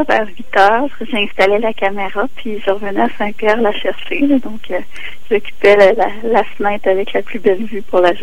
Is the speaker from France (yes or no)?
no; Quebec, Canada; Puis moi, c'est parce que je viens de la Gaspésie. J'ai pas la même relation au fleuve. Je viens du Sud, donc je suis la baie des Chaleurs puis tout ça.